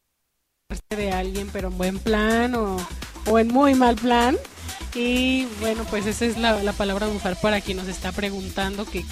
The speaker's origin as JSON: {"language": "Spanish", "country": "Mexico", "said": "pero no hemos caído como buenas mexicanas albureras que somos."}